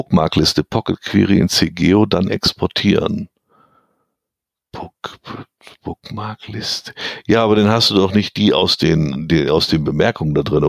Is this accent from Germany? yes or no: yes; East Germany, Germany; ich bin im Osten aufgewachsen